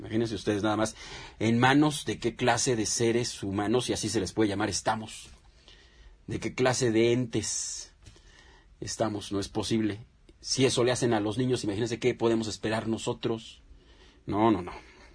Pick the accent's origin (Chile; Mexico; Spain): Mexico; nosotros qué creemos que se puede hacer como mexicanos para parar todo esto